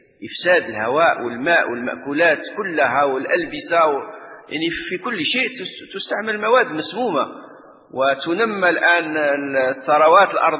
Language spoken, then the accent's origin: Arabic; Morocco; الآن مثلا احنا عندنا في المغرب